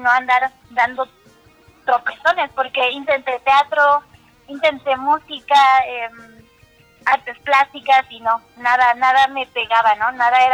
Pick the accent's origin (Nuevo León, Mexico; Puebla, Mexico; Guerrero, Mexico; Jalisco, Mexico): Guerrero, Mexico; Taxco; organizando actividades en Taxco, que es de donde soy.